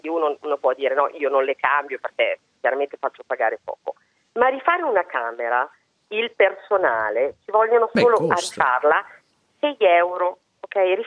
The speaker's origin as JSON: {"language": "Italian", "town": "Rimini", "region": "Emilia-Romagna", "country": "Italy", "said": "Adesso io sono di Rimini, ma va bene anche Bellaria"}